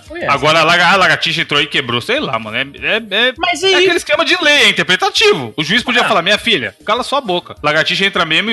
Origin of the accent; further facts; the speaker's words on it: Brazil; porque eu sou brasileiro